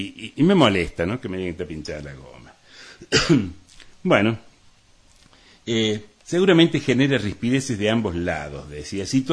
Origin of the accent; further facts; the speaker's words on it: Córdoba, Argentina; Es decir, todos somos vecinos, todos somos argentinos, cordobeses, de Punilla.